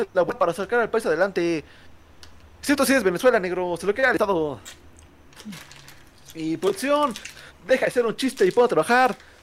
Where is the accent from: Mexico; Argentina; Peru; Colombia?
Mexico; Somos de México, chingas madre.